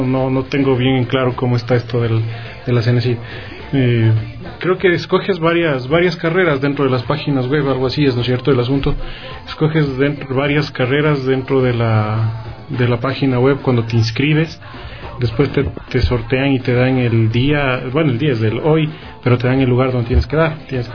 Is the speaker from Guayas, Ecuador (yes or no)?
no; Quito, Pichincha, Ecuador; yo soy aquí de Quito, doy la prueba aquí en Quito